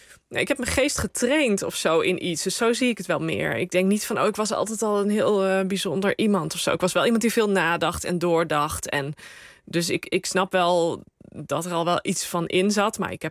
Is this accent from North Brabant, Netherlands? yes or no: yes; Rosmalen, North Brabant, Netherlands; Ik ben opgegroeid in Rosmalen en dat kwam op een gegeven moment bij gemeente Den Bosch.